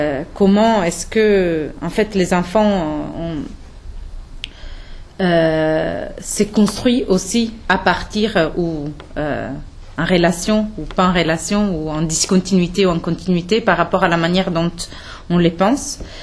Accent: Italy; Et je me suis ensuite tournée vers l'Italie en 2008, qui est, comme vous pouvez vous en douter, mon pays d'origine.

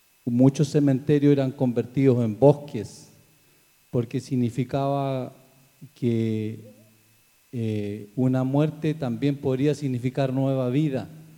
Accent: Carahue, Araucanía, Chile; Soy de Carahue, del territorio de San Colico, que también nosotros tenemos un basural allí. Son comunidades mapuches que estamos alrededor de Carahue.

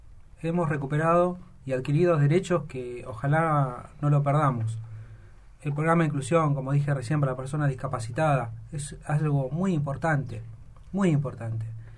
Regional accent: Chaco, Argentina; Yo vengo del Chaco del Impenetrable

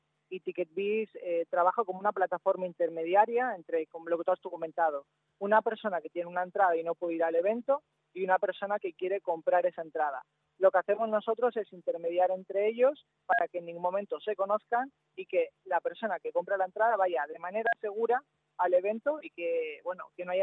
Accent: Spain; accent: Spanish; Yo soy español

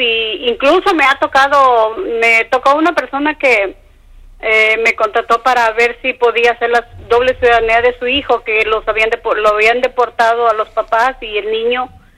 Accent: Guerrero, Mexico; now in United States; Yo soy del estado de Guerrero, pero ya tengo muchos años aquí, soy ciudadana americana de aquí

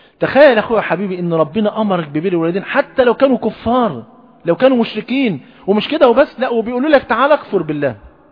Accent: Egypt; حتى المثل عندنا في مصر يقول ايه؟

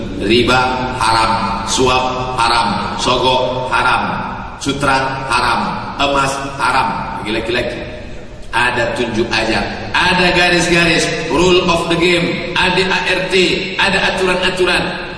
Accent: Sumatra, Indonesia; kita sebagai orang Sumatera bil khusus Minangkabau

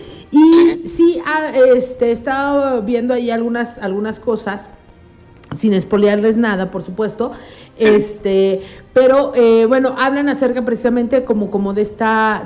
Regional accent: Mexico; nosotros como mexicanos, es distinta a la concepción de espíritus que ellos tienen

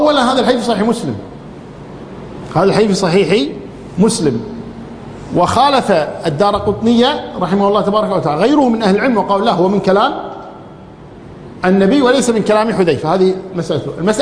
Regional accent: Kuwait; حتى اللي عندنا في الكويت

